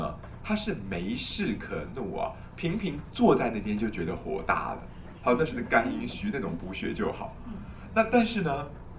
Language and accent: Chinese; Taiwan; 我们今天台湾的人尤其不会气到吐血，我们台湾人都是气到